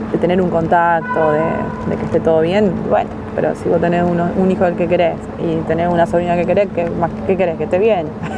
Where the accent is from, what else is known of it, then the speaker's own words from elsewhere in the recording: Ramallo, Buenos Aires Province, Argentina; Mi pueblo es chiquito, entonces mi pueblo fue todo, están todos convulsionados. Y ahora con el juicio, me hicieron un par de entrevistas a unos amigos míos que son un compañero en otro de comunicación, entonces salió en el diarito de Ramallo